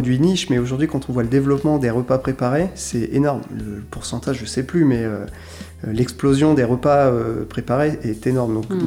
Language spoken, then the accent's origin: French; Montlouis-sur-Loire, Centre-Val de Loire, France; nous, on vient de Montlouis avec Ronan, Quentin de Tours.